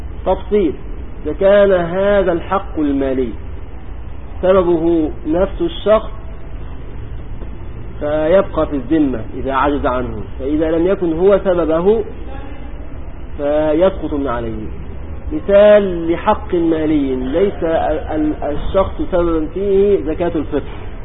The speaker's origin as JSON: {"language": "Arabic", "country": "Egypt", "said": "كان عندنا في مصر قديما يقولون"}